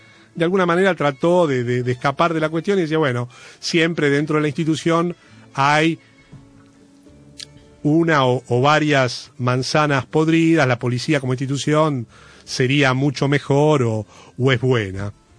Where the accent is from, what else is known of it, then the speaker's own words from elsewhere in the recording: Argentina; nosotros como argentinos